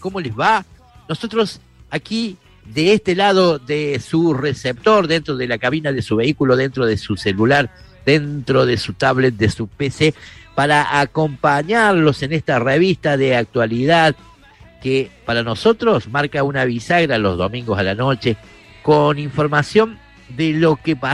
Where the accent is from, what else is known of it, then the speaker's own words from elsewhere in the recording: Argentina; sufrir, porque somos argentinos, nos gusta el fútbol